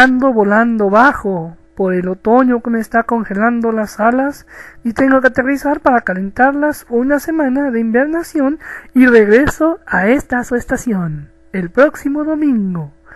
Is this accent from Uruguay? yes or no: no; Mexico; de México, el cóndor de Latinoamérica.